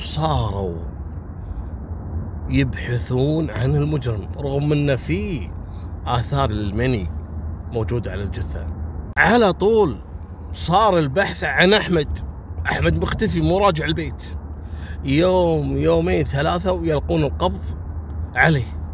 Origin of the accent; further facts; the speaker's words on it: Kuwait; حصلت عندنا في الكويت في فتاة أردنية